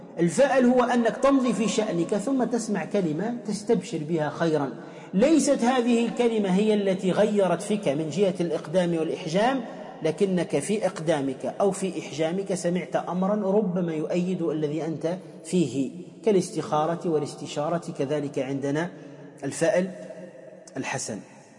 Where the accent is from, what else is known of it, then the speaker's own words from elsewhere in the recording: Tunisia; حتى عندنا في تونس يقول وين دمك وين همك